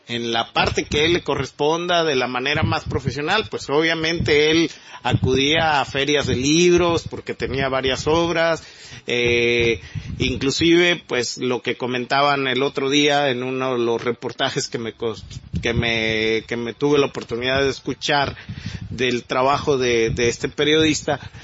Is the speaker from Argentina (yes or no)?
no; Mexico; debemos de entender esto como mexicanos, como sociedad, como nación.